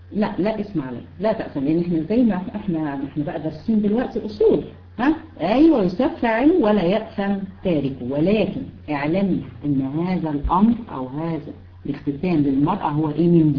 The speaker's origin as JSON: {"language": "Arabic", "country": "Egypt", "said": "احنا طبعا بالنسبة هنا عندنا في مصر بالنسبة للولاد"}